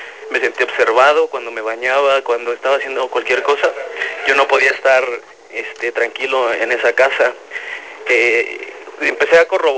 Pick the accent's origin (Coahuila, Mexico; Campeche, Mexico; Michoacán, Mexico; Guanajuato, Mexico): Guanajuato, Mexico; Celaya; yo soy de Celaya, Guanajuato. En enero del 2010 me mandan con mi base al Seguro Social, aquí trabajo.